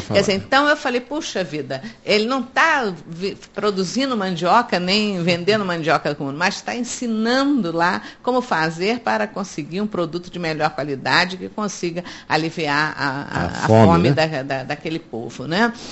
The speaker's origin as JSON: {"language": "Portuguese", "country": "Brazil", "said": "Agora, eu acho que nós, como brasileiros, e particularmente como espíritas, sabemos que ninguém nasce num lugar por acaso."}